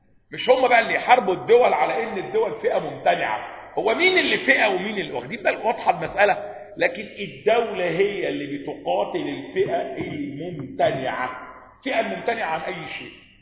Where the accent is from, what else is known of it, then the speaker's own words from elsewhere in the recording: Upper Egypt, Egypt; تجار بقى وصعايدة بقى، انا صعيدي على فكرة